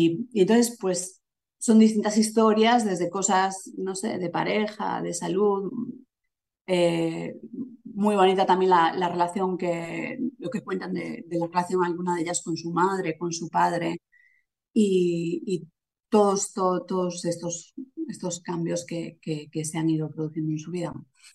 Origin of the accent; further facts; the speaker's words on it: A Coruña, Galicia, Spain; moved away; yo soy de La Coruña, aunque hace ya mucho tiempo que no vivo allí.